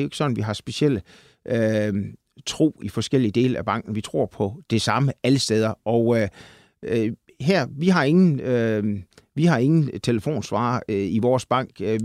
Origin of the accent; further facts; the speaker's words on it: Central Denmark Region, Denmark; Jeg kommer jo fra Salling, som du lige var inde på, og jeg skulle lige vist egentlig have været landmand. Jeg kommer fra landet